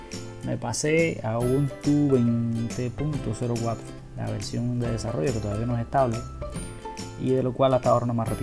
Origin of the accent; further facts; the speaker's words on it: Cuba; En fin, como buen cubano